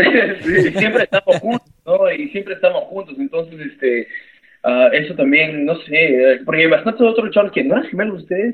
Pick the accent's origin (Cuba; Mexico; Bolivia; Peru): Peru; now in Canada; Somos los únicos peruanos que luchamos aquí